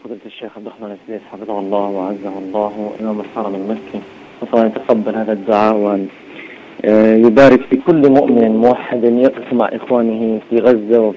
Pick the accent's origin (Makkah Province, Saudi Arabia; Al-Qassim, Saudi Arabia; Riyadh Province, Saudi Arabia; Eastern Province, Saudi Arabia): Riyadh Province, Saudi Arabia; Riyadh; now in Gaza, Palestine; أحيي هذه المدينة الكريمة التي عشت فيها كثيرا من عمري وسنين طفولتي